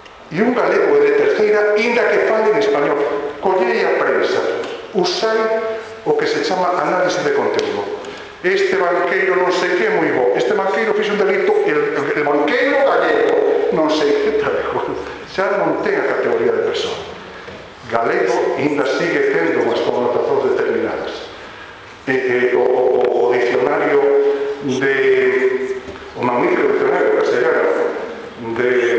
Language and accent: Galician; Galicia, Spain; vou como galego, e un prazer estar aquí hoxe e poder usar a miña lingua, o portugués